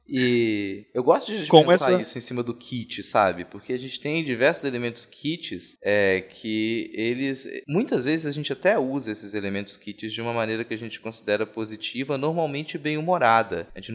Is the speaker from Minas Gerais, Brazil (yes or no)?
yes; Minas Gerais, Brazil; Praticamente toda a residência que tinha uma pessoa um pouco mais velha, na minha infância em Minas